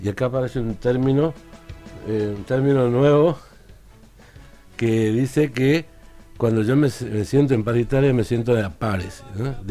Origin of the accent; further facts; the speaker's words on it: Tucumán, Argentina; Yo me acuerdo que yo nací en Tucumán y pasé parte de mi infancia en Tucumán